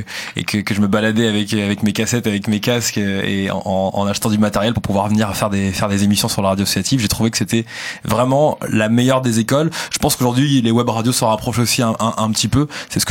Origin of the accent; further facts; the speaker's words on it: Sevran, Île-de-France, France; J'ai grandi à Sevran dans le 93.